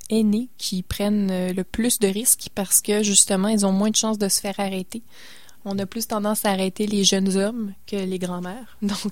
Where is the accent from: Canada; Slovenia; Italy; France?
Canada; Et on est responsable de ça, en fait, en tant que Canadien.